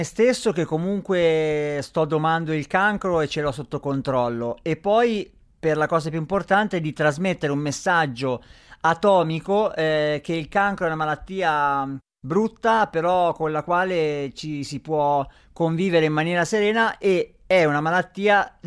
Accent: Perugia, Umbria, Italy; Sono di Perugia, orgoglioso di esserlo e fiero di essere umbro.

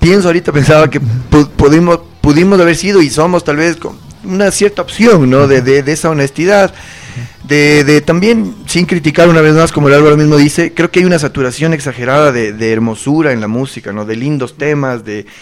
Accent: Quito, Pichincha, Ecuador; Y somos quiteños, somos ecuatorianos.

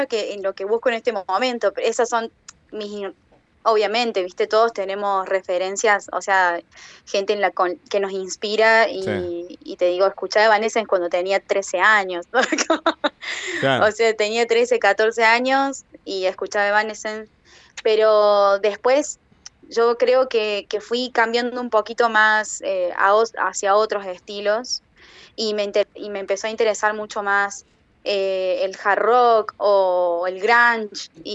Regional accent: Córdoba, Argentina; yo soy de Argentina, vivo en Córdoba.

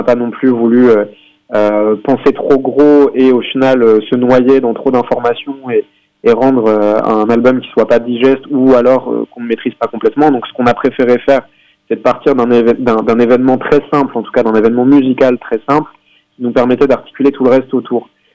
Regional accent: Tours, Centre-Val de Loire, France; on est de Tours à proprement parler, on est vraiment en plein milieu pour le coup.

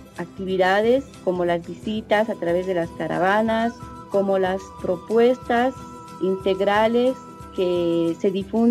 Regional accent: Lima, Peru; Somos de Lima, Perú

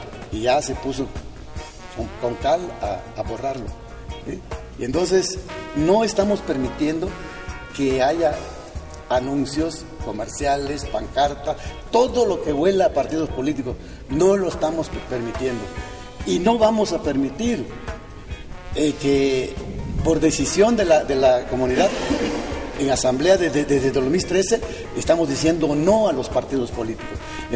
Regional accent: Álvaro Obregón, Oaxaca, Mexico; first language Zapotec; Spanish is a second language; Pero sí hablamos nuestra lengua materna, es el zapoteco. En la comunidad de Álvaro Obregón se habla el 90% de los habitantes, hablamos la lengua materna.

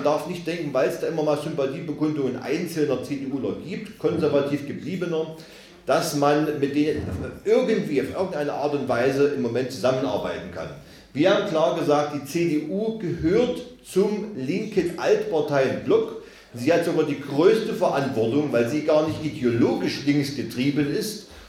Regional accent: Saxony-Anhalt, Germany; wurde gesagt, ich komme aus Sachsen-Anhalt, aus dem schönen Burgenlandkreis. Ich wohne, lebe, bin verwurzelt direkt im Dreiländereck, also in der Mitte von Mitteldeutschland. Man könnte also sagen, der Mitte Europas. Ich komme aus einer Gegend, da habe ich es 10 Minuten bis Thüringen

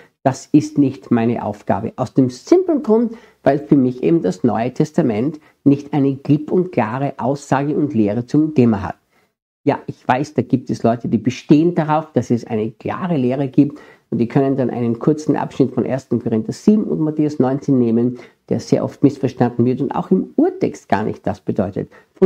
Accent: Austria; Ich bin ja Österreicher und manchmal merke ich, dass wir in Österreich oft ein bisschen andere Worte verwenden als in Deutschland oder in der Schweiz.

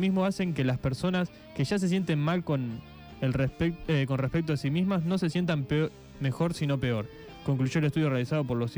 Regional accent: Argentina; Yo soy argentino.

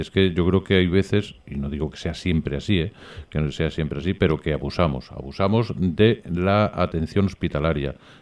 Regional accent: Castilla-La Mancha, Spain; y tú y yo somos de Castilla-La Mancha

